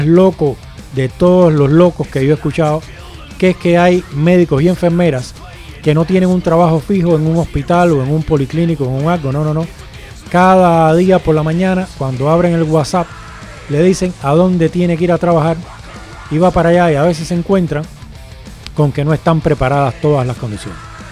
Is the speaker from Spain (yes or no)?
yes; Spain; lo estoy viendo como ciudadano español que soy, pero también lo estoy viendo como fuera